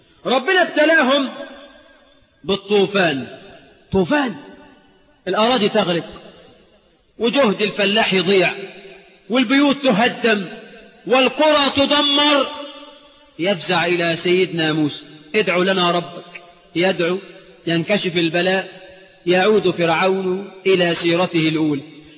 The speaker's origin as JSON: {"language": "Arabic", "country": "Egypt", "said": "اجعل بلدنا مصر آمنة مطمئنة يا رب."}